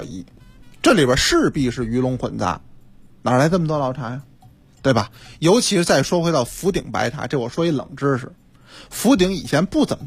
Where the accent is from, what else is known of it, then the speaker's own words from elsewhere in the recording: Beijing, China; 你看我们北京人，咱们以前都喝的是花茶